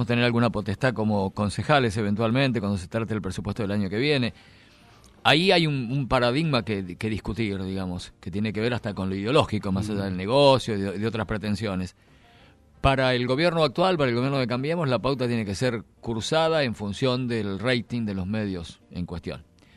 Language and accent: Spanish; General Pico, La Pampa, Argentina; Yo cubrí como periodista la elección de Cámpora en el 73 en mi pueblo, en General Pico, en La Pampa.